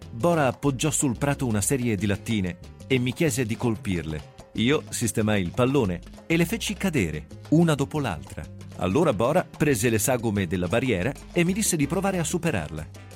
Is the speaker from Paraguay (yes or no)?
yes; Paraguay; quando ero piccolo in Paraguay